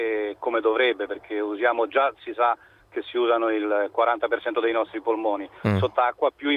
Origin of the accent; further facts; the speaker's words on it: Rome, Lazio, Italy; now in Milan, Italy; No, io sono di Roma. Sono di Roma. Vivo a Milano, ma sono di Roma.